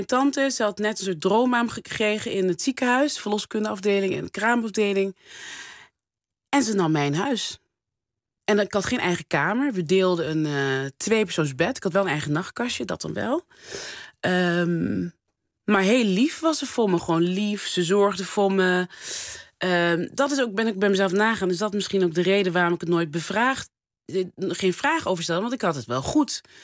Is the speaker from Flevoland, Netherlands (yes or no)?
no; North Brabant, Netherlands; accent: Brabantian; En die moesten lachen om mijn Brabants accent.